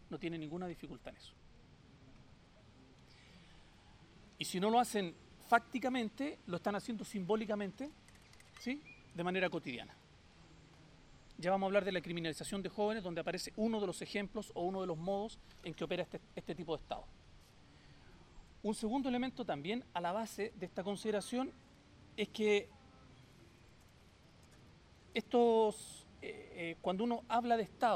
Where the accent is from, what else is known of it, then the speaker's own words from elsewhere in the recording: Chile; soy chileno